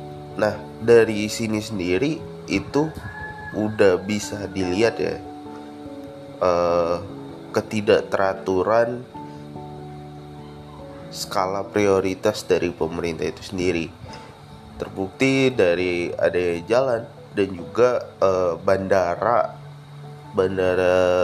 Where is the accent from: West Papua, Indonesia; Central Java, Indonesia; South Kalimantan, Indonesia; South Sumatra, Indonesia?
South Sumatra, Indonesia; Palembang; kalau teman-teman pendengar ini dari daerah yang sama kayak gue, dari daerah Palembang, pasti teman-teman ngelihat banyak lubang di jalanan.